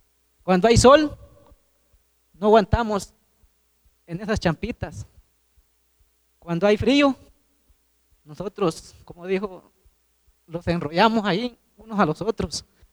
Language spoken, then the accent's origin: Spanish; Guatemala; somos legítimos guatemaltecos